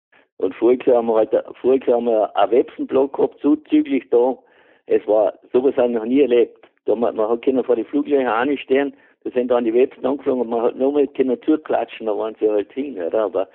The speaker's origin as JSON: {"language": "German", "region": "Carinthia", "country": "Austria", "said": "Ich bin ein Kärntner, aber ich habe das schon von Jugend auf, ganz von Jugend auf, habe ich das schon mitgekriegt."}